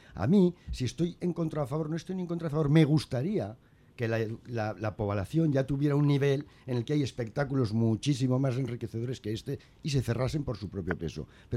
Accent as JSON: {"language": "Spanish", "country": "Spain", "said": "Yo soy muy español y puedo convivir con 3 banderas"}